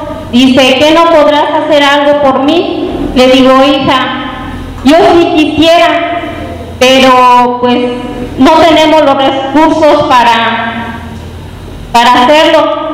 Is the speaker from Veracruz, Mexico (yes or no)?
no; San Diego de la Unión, Guanajuato, Mexico; vengo del municipio de San Diego de la Unión